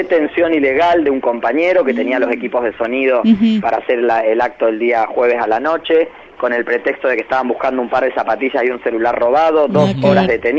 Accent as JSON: {"language": "Spanish", "country": "Argentina", "said": "nos deben avergonzar a todas y todos como argentinos, ¿no?"}